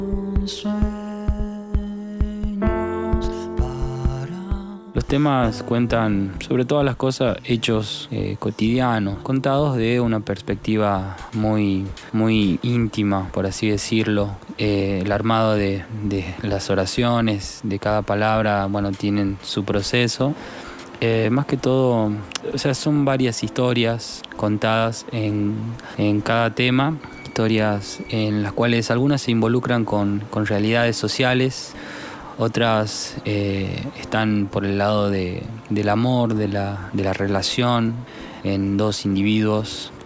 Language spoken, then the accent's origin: Spanish; Frías, Santiago del Estero, Argentina; Tanto Agustín como yo somos de Santiago del Estero, de Frías, precisamente.